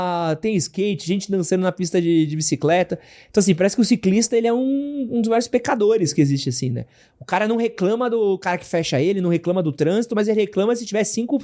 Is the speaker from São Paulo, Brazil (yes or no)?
yes; São Paulo, Brazil; A gente como brasileiro, principalmente paulistano, tem um ódio muito forte ao ciclista